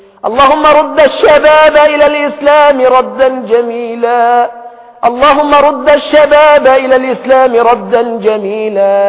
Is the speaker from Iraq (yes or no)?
yes; Iraq; نحن من اهل العراق